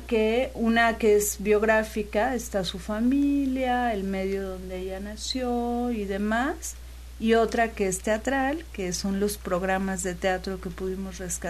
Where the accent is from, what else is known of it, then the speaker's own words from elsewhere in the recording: Mexico City, Mexico; Yo soy de la Ciudad de México.